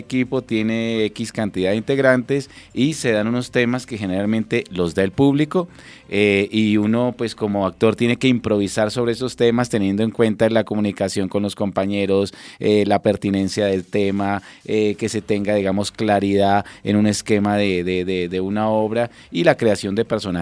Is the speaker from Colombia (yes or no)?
yes; Colombia; lo que nos divide, pero también sobre lo que nos une como colombianos.